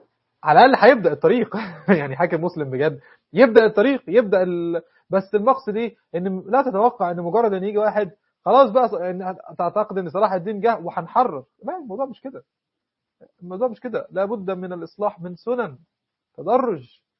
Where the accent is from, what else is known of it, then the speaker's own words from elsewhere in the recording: Egypt; وهو مصري بالمناسبة، مش عشان أنا مصري